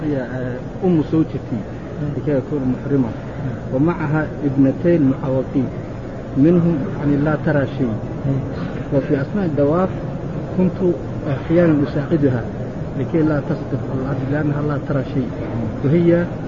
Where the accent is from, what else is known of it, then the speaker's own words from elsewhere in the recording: Syria; بلدنا سوريا